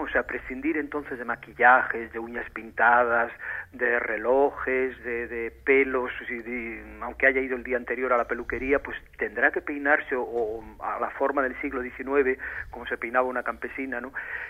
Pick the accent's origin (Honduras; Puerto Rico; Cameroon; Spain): Spain; Carranza, Basque Country; born there; nací en Carranza, que es provincia de Vizcaya, pero porque mis padres, mi padre que era de la parte de Soba, al no encontrar una finca allí en Soba, pues compró la contigua, que ya caía dentro del Valle de Carranza.